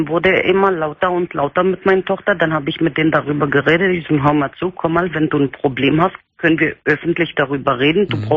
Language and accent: German; Turkey; German is a second language; Ich komme aus der Türkei. Ich bin Kurde.